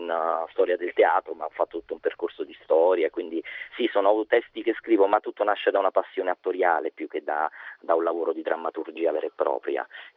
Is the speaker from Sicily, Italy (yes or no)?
no; Naples, Campania, Italy; Sì, io sono napoletano.